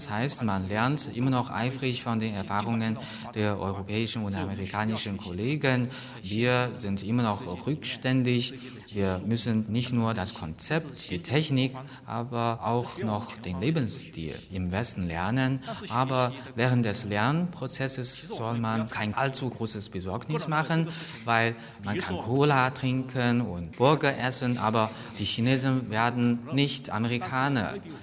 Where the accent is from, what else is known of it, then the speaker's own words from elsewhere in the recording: Guangdong, China; Ich stamme aus Chaoshan-Gebiet. Dort legt man großen Wert auf die Nachbarschaft.